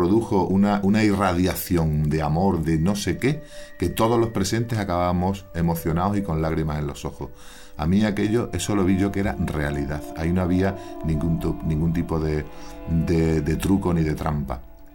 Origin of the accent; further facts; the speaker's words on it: Extremadura, Spain; born there; Yo soy nacido en Extremadura, llevo ya más de 30 años aquí en Andalucía